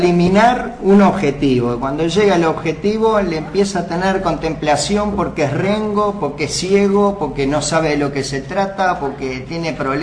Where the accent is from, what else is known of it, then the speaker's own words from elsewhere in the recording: Uruguay; vio cómo somos los uruguayos en ese sentido.